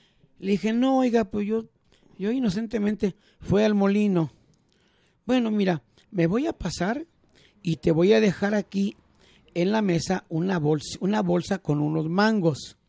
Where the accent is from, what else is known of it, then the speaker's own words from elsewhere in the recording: Magdalena, Jalisco, Mexico; ahí en mi pueblo de Magdalena, Jalisco, de donde yo soy